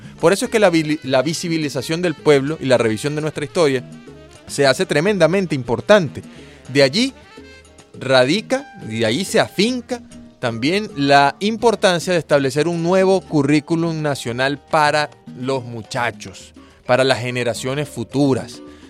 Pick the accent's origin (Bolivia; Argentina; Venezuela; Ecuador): Venezuela